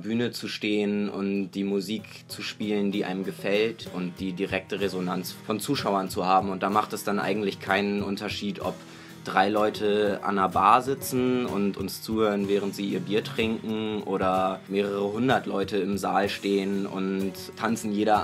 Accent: Hanover, Lower Saxony, Germany; wir kommen aus Hannover.

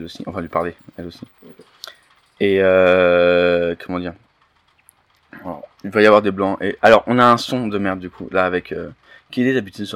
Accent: Île-de-France, France; vu que je suis de Seine-et-Marne aussi

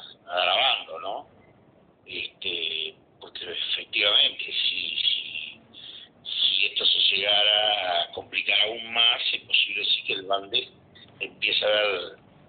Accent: Uruguay; sino como uruguayos, en cuanto a no tolerar este tipo de intromisiones en nuestra plaza financiera.

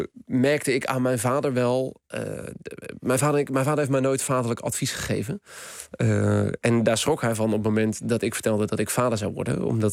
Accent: Schipluiden, South Holland, Netherlands; moved away as an adult; naar de postcode van mijn dorp, Schipluiden, waar ik vandaan kom. Ik was 26 toen ik daar wegging.

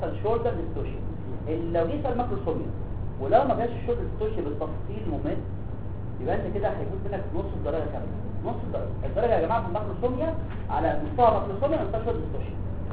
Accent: Egypt; احنا مصريين

